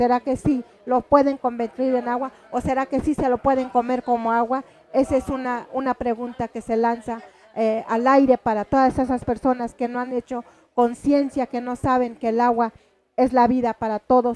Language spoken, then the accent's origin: Spanish; Santiago Mezquititlán, Querétaro, Mexico; a Santiago Mezquititlán, de donde soy originaria